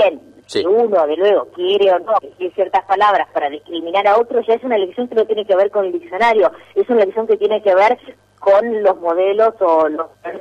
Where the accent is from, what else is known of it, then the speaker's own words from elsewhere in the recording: Argentina; lo digo yo que además de Argentina soy absolutamente gallega y de origen.